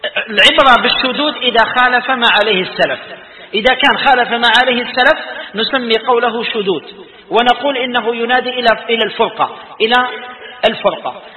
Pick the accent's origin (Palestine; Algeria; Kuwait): Algeria; وإحنا يتقدر تخرجنا شدود في الأمة كجزائريين مثال،